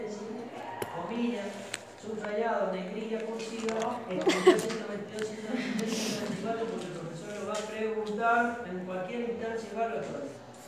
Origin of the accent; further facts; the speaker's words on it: Argentina; De todas maneras, como los argentinos somos vivos, y aquella generación de abogados sabía